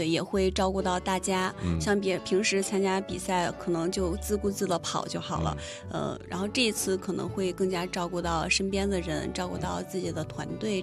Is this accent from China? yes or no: yes; China; 作为一个中国人